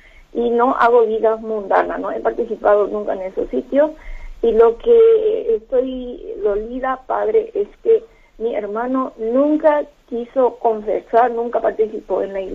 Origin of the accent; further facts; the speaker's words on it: Madrid, Community of Madrid, Spain; now in Cusco, Peru; Soy servidora de dos parroquias, de la iglesia San Fernando, aquí en Cusco, yo soy de Madrid, y también soy servidora de la iglesia de Lavapiés.